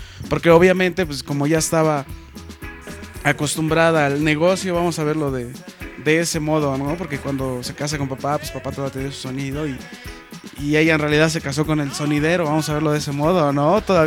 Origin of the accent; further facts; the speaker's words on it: Mexico City, Mexico; born there; Tengo 27 años de edad y vivo en Distrito Federal, nací en el Distrito Federal.